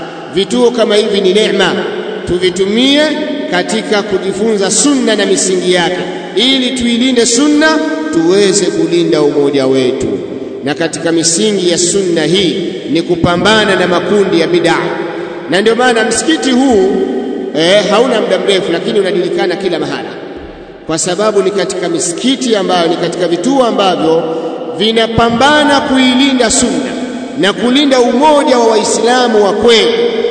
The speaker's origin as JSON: {"language": "Swahili", "region": "Mwanza", "country": "Tanzania", "said": "sisi ndugu zenu katika mji wa Mwanza, sababu mimi natokea Mwanza"}